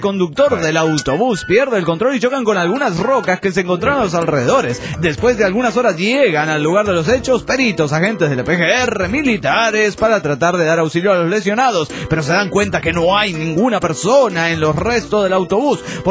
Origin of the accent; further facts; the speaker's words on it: Ciudad Juárez, Chihuahua, Mexico; de Ciudad Juárez, Chihuahua, México.